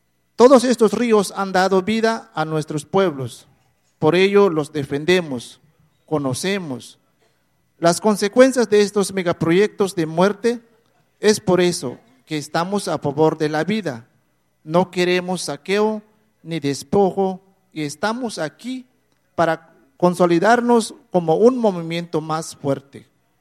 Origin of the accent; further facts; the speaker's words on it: Chiapas, Mexico; Nosotros venimos de Chiapas y somos de la zona norte indígena Chol.